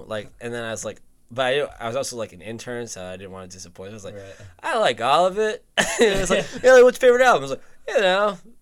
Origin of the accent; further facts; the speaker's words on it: New Jersey, United States; I was an intern at CBS a few years ago, and because I was from New Jersey